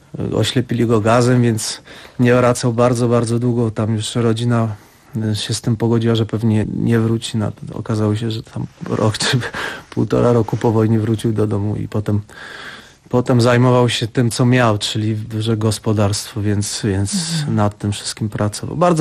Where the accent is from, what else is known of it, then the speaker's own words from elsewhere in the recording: Lesser Poland, Poland; wychowując się właśnie na Podhalu